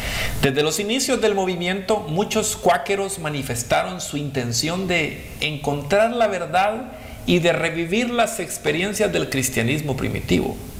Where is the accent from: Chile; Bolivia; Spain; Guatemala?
Guatemala; por el área oriental de Guatemala. Ahí fue donde yo las escuché hablar por primera vez, y porque en el pueblo de donde yo soy